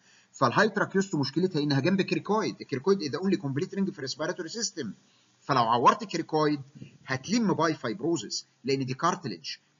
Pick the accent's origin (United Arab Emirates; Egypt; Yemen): Egypt; وممكن كمان عندنا في مصر الفلاحين مكن الري